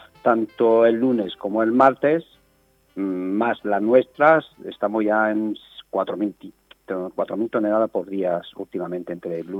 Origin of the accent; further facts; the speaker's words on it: France; Spanish is a second language; moved away; Es que yo soy de Francia y tenemos nevada así.